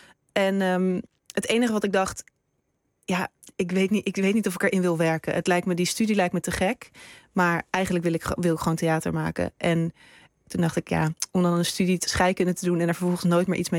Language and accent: Dutch; Amsterdam, North Holland, Netherlands; ik ben opgegroeid in Amsterdam.